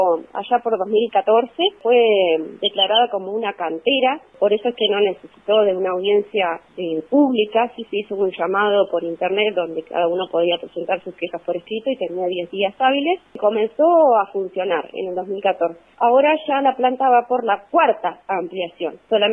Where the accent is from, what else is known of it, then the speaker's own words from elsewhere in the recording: Comodoro Rivadavia, Chubut, Argentina; now in Trelew, Argentina; soy oriunda de Comodoro Rivadavia, en mi residencia en Comodoro y ahora estoy trabajando en el Hospital Zonal de Trelew.